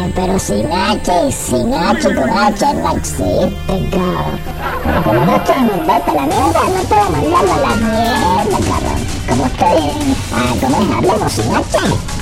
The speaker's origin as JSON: {"language": "Spanish", "country": "Guatemala", "said": "Quiero saludar a toda la gente de Guatemala porque yo soy guatemalteco."}